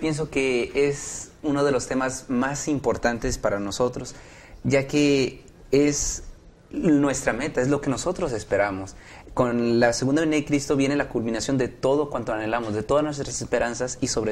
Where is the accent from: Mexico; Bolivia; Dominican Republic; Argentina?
Mexico; Mexico City; estudio medicina también aquí en la Universidad de Montemorelos y soy de la Ciudad de México.